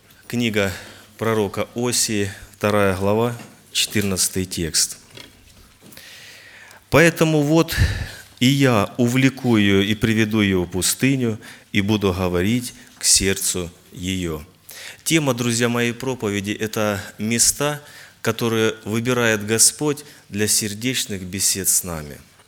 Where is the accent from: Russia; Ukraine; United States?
Ukraine; Luhansk Oblast; Я с Украины, с Луганской области. Город Луганский, есть это областной центр, и я сам с области. Женат, у меня трое детей, в церкви служения Благовестника.